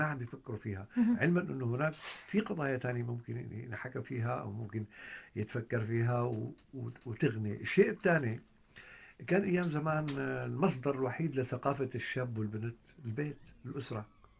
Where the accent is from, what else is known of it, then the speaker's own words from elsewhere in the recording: Syria; بهال 7 سنين الحرب الهائلة المرعبة اللي صارت عندنا بسوريا